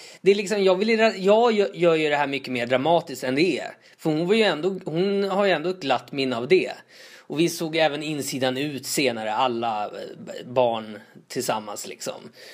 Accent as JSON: {"language": "Swedish", "town": "Tullinge", "region": "Stockholm County", "country": "Sweden", "tie": "born or raised there", "said": "där jag växte upp i Tullinge"}